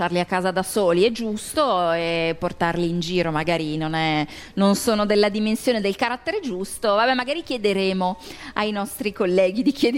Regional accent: Lombardy, Italy; Non neanche, io vengo proprio dalla Brianza, quindi ormai Milano arriva fino ai confini con la Svizzera.

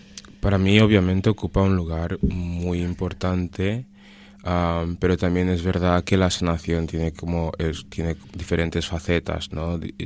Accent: Annobón, Equatorial Guinea; en mi caso, soy, por un lado, soy anobonés y por otro lado soy bubi.

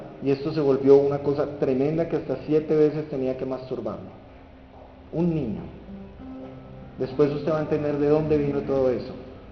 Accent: Buga, Valle del Cauca, Colombia; born there; 39 años, mi vida antes, ¿cómo era? Yo nací en Bugavalle, en una familia disfuncional como muchas de Colombia

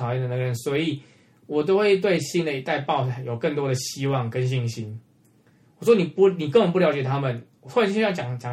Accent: Taiwan; 台湾真的是再怎么讲啦，毕竟它就是一个我土生土长的地方。虽然中间也有在离开过台湾，可是再怎么样就觉得台湾还是最舒适最方便

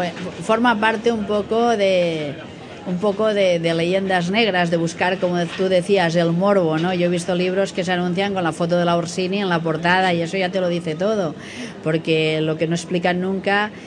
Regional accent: Barcelona, Catalonia, Spain; Yo, que soy de Barcelona

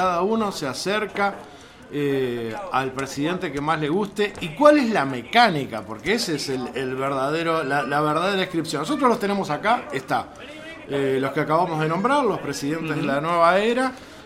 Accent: Uruguay; se me hace muy difícil a mí como uruguayo decir cuál es mejor

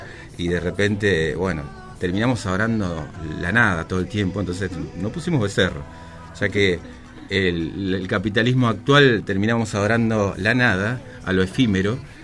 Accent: José C. Paz, Buenos Aires Province, Argentina; orgulloso de ser de José C. Paz, trabajo en José C. Paz, nací, me crié en José C. Paz, los tres somos de acá

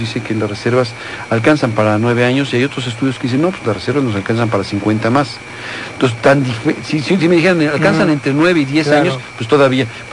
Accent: Mexico; evaluar hasta dónde queremos llegar como mexicanos

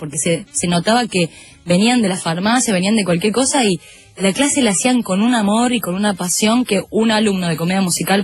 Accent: Buenos Aires, Argentina; yo no soy cordobesa, ya está, estoy acá, soy porteña, ya pasó.

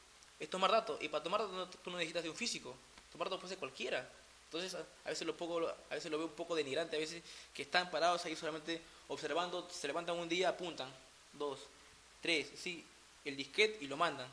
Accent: Peru; acá como peruano

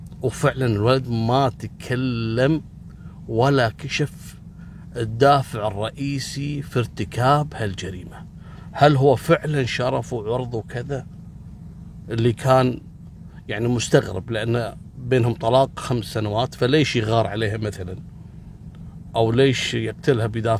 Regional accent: Kuwait; مثل اللي حصل عندنا قبل 3 أيام في الكويت

